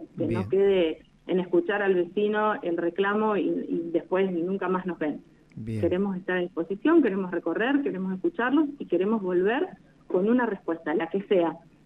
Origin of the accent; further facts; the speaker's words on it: Santa Rosa, La Pampa, Argentina; soy una vecina de Santa Rosa, nací y viví toda mi vida acá, salvo el pequeño periodo que estuve estudiando en Buenos Aires.